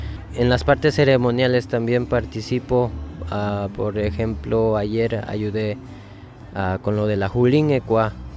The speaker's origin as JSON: {"language": "Spanish", "town": "Tzintzuntzan", "region": "Michoacán", "country": "Mexico", "said": "soy de Sinsunzan, soy músico y también hago arte."}